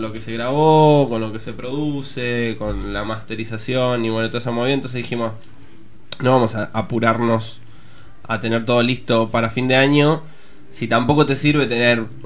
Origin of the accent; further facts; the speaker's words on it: La Plata, Buenos Aires Province, Argentina; born there; O sea, nací en La Plata